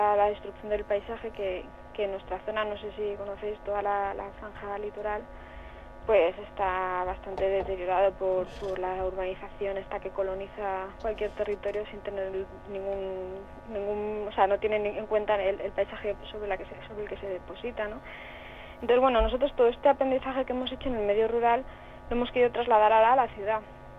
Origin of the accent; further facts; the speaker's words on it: Alicante, Valencian Community, Spain; now in Asturias, Spain; Sí, bueno, nosotros venimos de una de ellas, nosotros somos de Alicante.